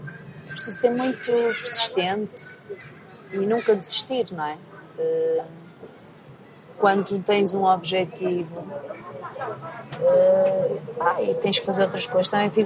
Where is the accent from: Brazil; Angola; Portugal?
Portugal; Porto, Norte; moved away; Adoro o Porto. O Porto é uma cidade incrível. e sinto-me mesmo bem, sinto que é mesmo a minha terra, né?